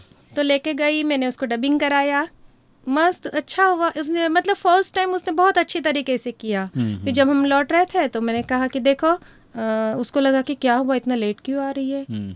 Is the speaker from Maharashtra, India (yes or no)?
yes; Mumbai, Maharashtra, India; मैं बॉम्बे से हूँ